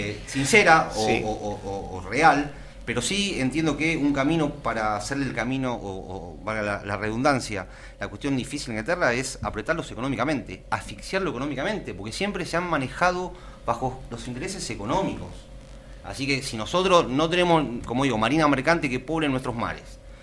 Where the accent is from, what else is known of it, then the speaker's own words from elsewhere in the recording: Argentina; esa prioridad que tenemos como argentinos de recuperar parte de nuestro territorio